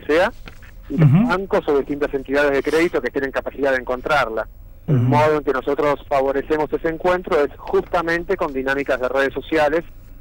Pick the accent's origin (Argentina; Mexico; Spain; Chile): Argentina; now in Miami, United States; Así es, soy argentino.